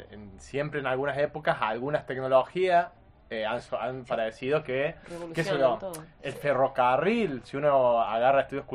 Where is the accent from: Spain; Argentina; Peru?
Argentina; Arroyito, Córdoba; yo también crecí en Arcor, ¿no? Arcor es en Arroyito, que está Arcor, y es una ciudad netamente industrial.